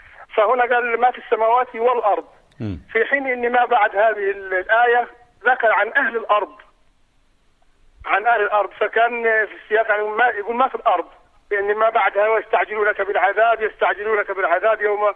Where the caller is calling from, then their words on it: Saudi Arabia; من السعودية.